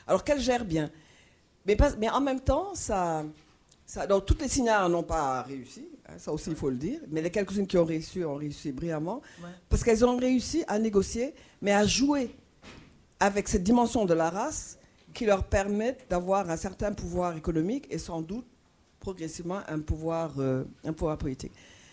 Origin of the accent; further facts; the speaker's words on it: Dakar, Senegal; Bon, je suis sénégalaise, je suis de Dakar et je vais souvent à Gorée.